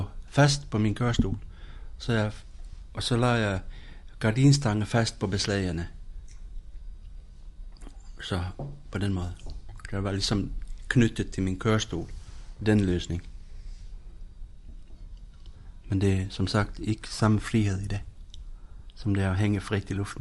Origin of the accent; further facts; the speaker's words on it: Finland; now in Denmark; og jeg kommer fra Finland